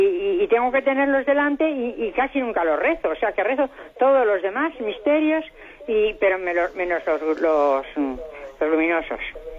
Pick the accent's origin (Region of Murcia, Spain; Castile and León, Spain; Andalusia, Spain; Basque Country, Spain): Castile and León, Spain; Ávila; Mire, yo soy de aquí, de Ávila.